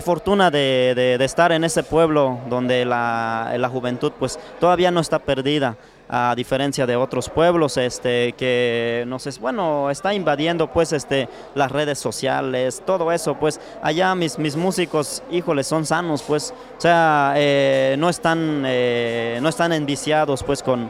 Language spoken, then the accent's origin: Spanish; Santa Cruz Ocotal, Oaxaca, Mexico; No, yo soy de Santa Cruz Ocotal. Sí, por este lado, en el municipio de San Pedro Cotepec.